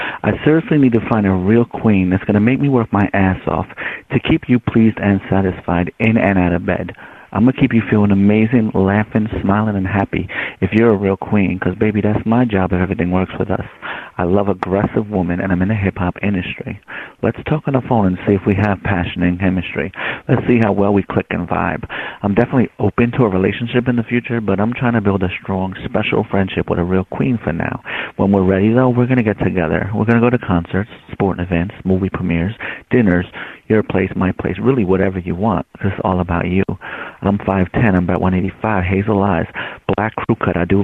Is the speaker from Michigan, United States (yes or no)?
no; New York, United States; I'm from New York, and I'm mixed.